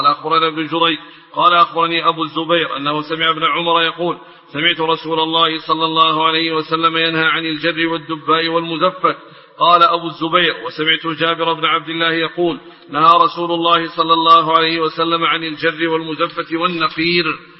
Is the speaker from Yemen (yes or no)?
yes; Yemen; الدباء لا زالت تستعمل اليوم عندنا في اليمن في البوادي في خض الحليب